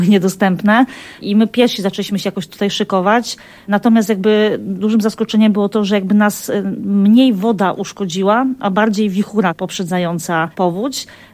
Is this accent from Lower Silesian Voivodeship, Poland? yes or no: yes; Wrocław, Lower Silesian Voivodeship, Poland; born there; Ja się urodziłam we Wrocławiu, ale tutaj do Kotliny Kłodzkiej przyjeżdżałam, bo mamy niedaleko ziemię, gdzie spędzaliśmy zawsze wakacje. I do Gorzanowa trafiłam dokładnie w 97 roku, w czasie powodzi.